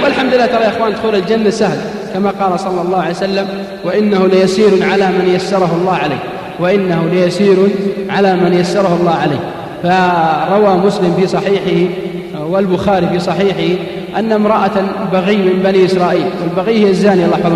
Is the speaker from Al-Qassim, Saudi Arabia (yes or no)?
yes; Al-Qassim, Saudi Arabia; عندنا بالقصيم